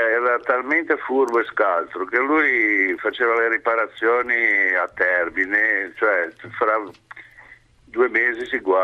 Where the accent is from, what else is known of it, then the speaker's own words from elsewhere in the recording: Genoa, Liguria, Italy; Sono genovese